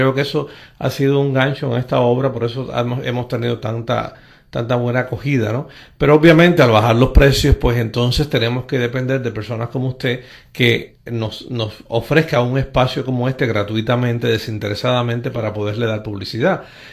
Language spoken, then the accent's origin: Spanish; Caibarién, Villa Clara, Cuba; inspirada en Caibarien, está basada, ¿sí?, en Caibarien. Sí, es como un homenaje que lo estoy haciendo a mi pueblo